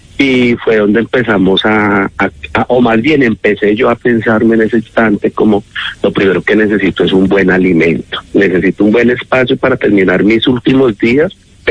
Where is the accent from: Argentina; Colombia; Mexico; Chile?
Colombia; Bogotá; now in Silvania, Colombia; No, yo soy de Bogotá, ya hijo adoptivo de Silvania desde hace 11 años. Llegué allí producto de esas causalidades de la vida, producto del conflicto armado